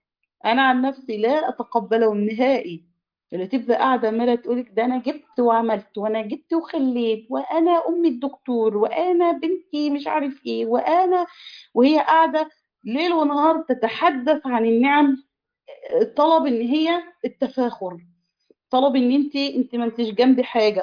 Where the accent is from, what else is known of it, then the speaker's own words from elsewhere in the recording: Egypt; الكراع ده اللي احنا بنسميه عندنا في مصر الكوارع